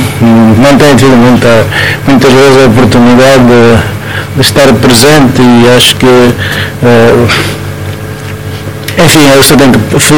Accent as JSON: {"language": "Portuguese", "country": "Angola", "said": "Porque não há cultura de poupança em Angola, isso não faz parte da nossa cultura enquanto angolano."}